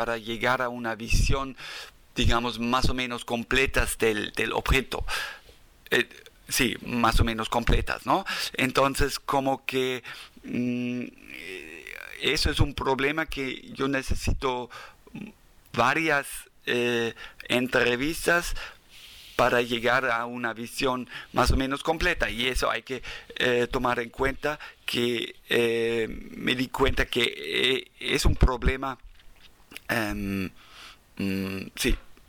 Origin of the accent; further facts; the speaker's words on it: Germany; first language German; Spanish is a second language; las entrevistas de antropólogos como yo, alemán, que habla de su lengua materna alemán, después aprende, a lo mejor aprende de su segunda lengua maya, pero mayormente primero aprende el español